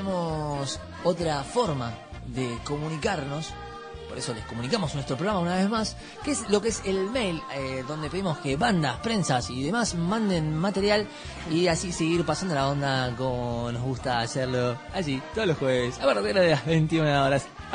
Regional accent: Argentina; Somos todos una masa, somos todos argentinos, gente

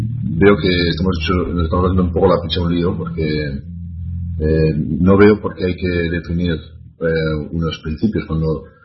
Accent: Spain; now in Melbourne, Australia; yo pertenezco al chapter de Melbourne. Entonces, bueno, simplemente me interesa, pues, como español

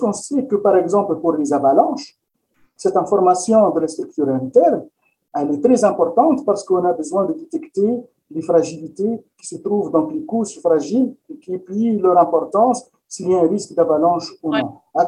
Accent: Quebec, Canada; chez nous au Québec

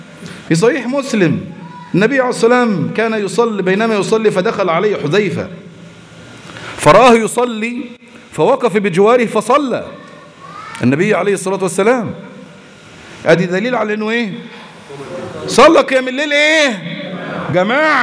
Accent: Egypt; ده احنا مصريين، مصر ام الدنيا

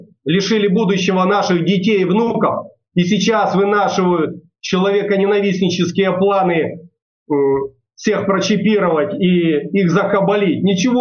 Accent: Tulun, Irkutsk Oblast, Russia; на моей малой родине, в городе Герои Тулуни Иркутской области, по улице Лыткина, 66

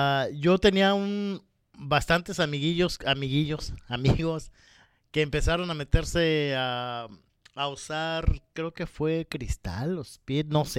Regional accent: Mexico; Ahorita que hablas del resistol, en México le decimos resistol 5000. Y yo recuerdo que cuando salíamos de la secundaria, como a la edad de unos 13, 14 años

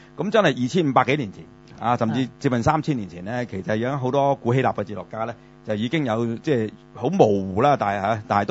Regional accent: Hong Kong; 經過個揚聲器或者我哋香港人中意叫喇叭 speakers

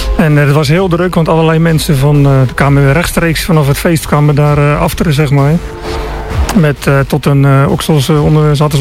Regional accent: Rotterdam, South Holland, Netherlands; Ik ben echt een Rotterdammer. Ik ben opgegroeid met de hardcore scene eigenlijk in Rotterdam, denk ik.

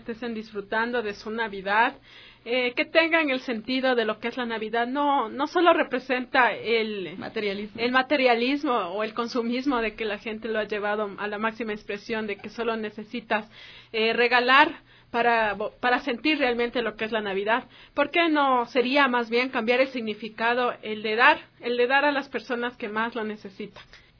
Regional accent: Ecuador; el amor que nos caracteriza como ecuatorianos

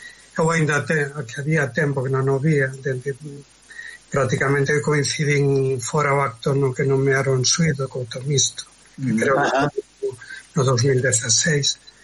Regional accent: Galicia, Spain; eu son da costa, son de Pollo, de Pontevedra, pero síntome limiado polos catro costados, daba esa limia porque levo moito tempo por ali.

